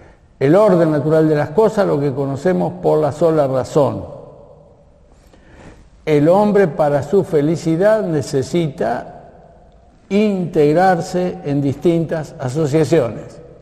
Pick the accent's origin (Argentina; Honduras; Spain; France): Argentina; somos argentinos y somos católicos.